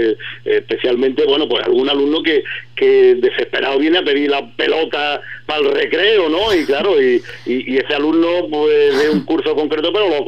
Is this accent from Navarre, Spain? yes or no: no; Ubrique, Andalusia, Spain; somos gente de Ubrique, ya digo, el profesorado casi el 40% más somos ya de Ubrique